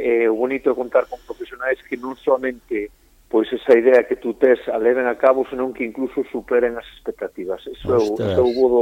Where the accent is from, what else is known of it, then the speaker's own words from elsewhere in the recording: Galicia, Spain; first language Galician; moved away as an adult; porque é a miña lingua materna, é dicir, eu criei-me no galego, eu criei-me en Galicia, eu non saín de Galicia ata os 28 anos.